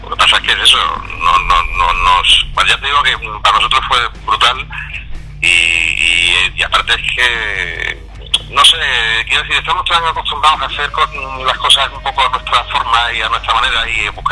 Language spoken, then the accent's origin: Spanish; Cádiz, Andalusia, Spain; nosotros somos de Cádiz, pero tenemos muchos y muy buenos amigos en Sevilla.